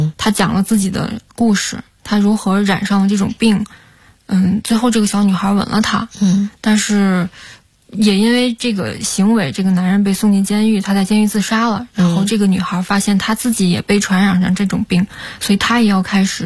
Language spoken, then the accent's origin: Chinese; Tianjin, China; now in Beijing, China; 就是在租的房子里长大的，因为我是天津人嘛，天津那边住房的环境条件也是一直都不太好，也是一直是20多平米要住三代人，我们小的时候住房条件都不太好，租的房子也很糟糕，然后长大到了北京